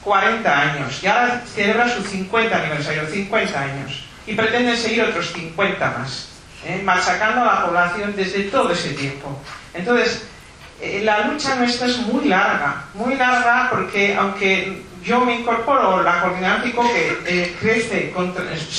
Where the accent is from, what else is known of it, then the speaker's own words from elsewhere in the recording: Muskiz, Basque Country, Spain; Bueno, yo vengo de Muskiz a Abanto Ciérvana, Meatzaldea, ¿eh?